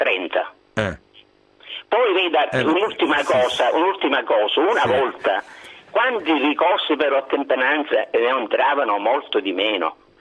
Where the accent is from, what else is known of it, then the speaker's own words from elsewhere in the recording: Comiso, Sicily, Italy; io non so se lei ha sentito parlare del mio paese, Comiso.